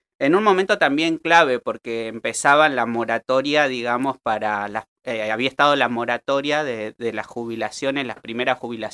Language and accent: Spanish; La Pampa, Argentina; los llevé a mi pueblo, que también fue la revolución. 5 afiches en La Pampa